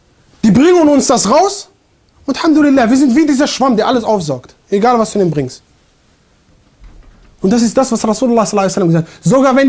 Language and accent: German; Germany; Ja, ich komme aus Deutschland, modern und so.